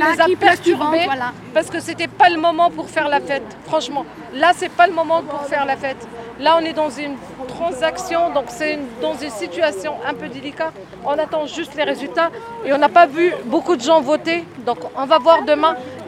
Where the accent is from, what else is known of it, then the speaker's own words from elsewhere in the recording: Algeria; si on vous laisse rentrer au consulat, on est algérien, on est interdit de rentrer au consulat